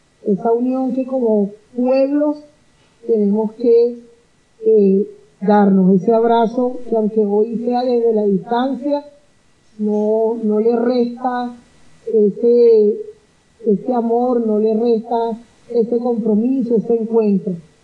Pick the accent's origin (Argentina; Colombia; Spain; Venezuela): Venezuela; Y en el caso nuestro, como venezolanas y venezolanos, bueno, nuestra hermosa patria